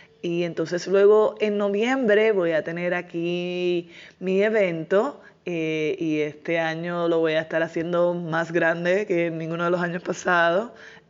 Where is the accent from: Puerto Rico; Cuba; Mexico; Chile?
Puerto Rico; eso es algo que yo lo he visto desarrollándose en mi país en los últimos años